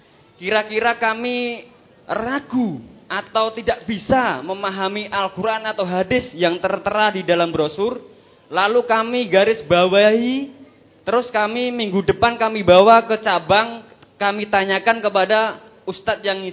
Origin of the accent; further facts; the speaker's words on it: Sragen, Central Java, Indonesia; Perkenalkan … Saya dari Sragen, cabang Rampal 2.